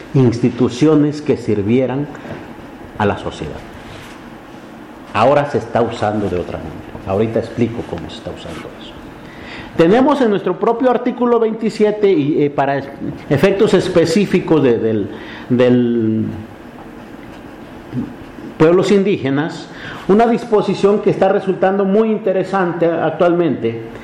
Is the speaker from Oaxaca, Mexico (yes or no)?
yes; Oaxaca, Mexico; porque están en Oaxaca, y yo soy de Oaxaca